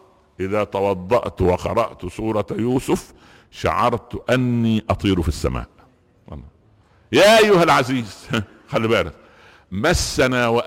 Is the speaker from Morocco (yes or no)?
no; Egypt; صح, عندنا في مصر يقولوا ايه, القوالب نامت والانصاص قامت